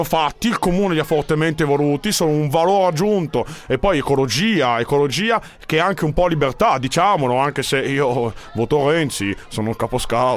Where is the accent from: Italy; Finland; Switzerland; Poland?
Italy; Lombardy; A me sono lombardo.